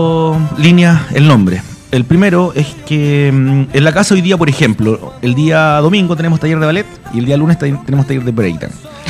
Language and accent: Spanish; Chile; el carnaval y la casa un poquito quiltro, como los chilenos.